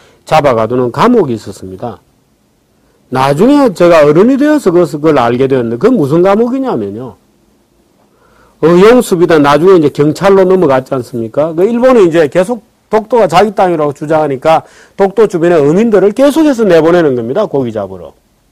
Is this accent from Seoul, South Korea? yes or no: no; Busan, South Korea; 저는 부산에서 어린 시절을 보냈는데요.